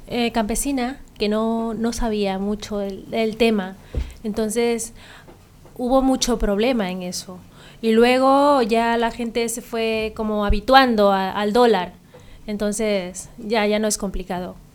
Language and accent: Spanish; Guayas, Ecuador; born there; moved away; He nacido en la provincia del Guayas, pero yo me considero más esmeraldeña.